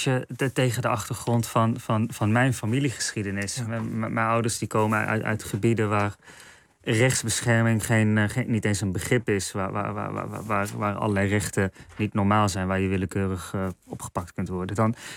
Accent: North Brabant, Netherlands; Ik moet eerlijk zeggen, ik ben in Brabant opgegroeid.

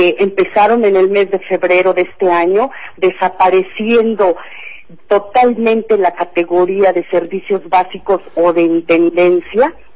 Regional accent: Mexico; Yo creo que es nuestra obligación como mexicanos no anular nuestro voto.

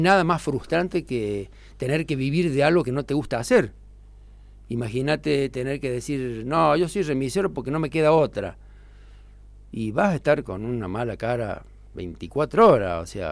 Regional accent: La Falda, Córdoba, Argentina; born there; now in Villa Giardino, Argentina; Yo soy nacido en La Falda. Mi familia toda completa es de La Falda.

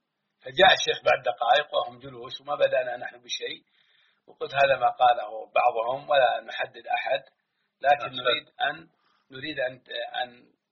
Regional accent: Hejaz, Saudi Arabia; ونحن إخوانكم من مكة والمدينة

